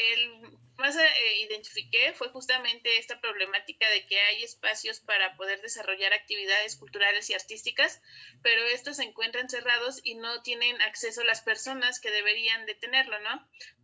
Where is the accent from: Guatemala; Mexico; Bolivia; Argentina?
Mexico; Los Reyes, Coyoacán, Mexico City; soy del pueblo de Los Reyes, Coyoacán.